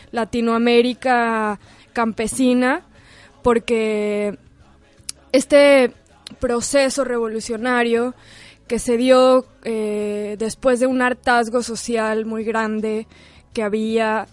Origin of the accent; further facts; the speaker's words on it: Guadalajara, Jalisco, Mexico; also born or lived in Mexico City; Yo nací en el DF, pero bueno, ahora Ciudad de México, pero crecí en Guadalajara.